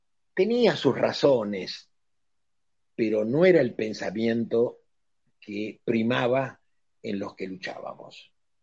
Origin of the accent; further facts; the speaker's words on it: Argentina; A mí me da pena, me avergüenza como argentino el tener una conducción tan subalterna.